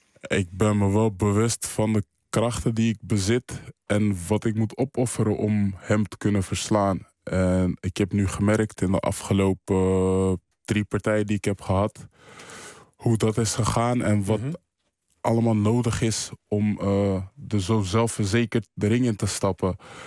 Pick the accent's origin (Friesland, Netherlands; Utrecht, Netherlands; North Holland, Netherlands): Utrecht, Netherlands; Amersfoort; in Amersfoort, waar ik vandaan kom